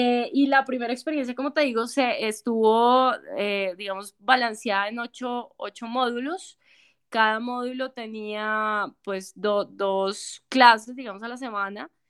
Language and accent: Spanish; Colombia; lo que somos como colombianos.